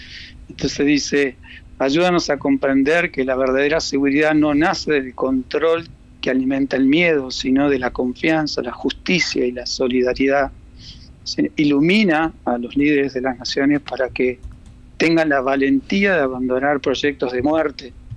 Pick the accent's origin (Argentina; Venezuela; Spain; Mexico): Argentina; now in Uruguay; Sí, soy argentino.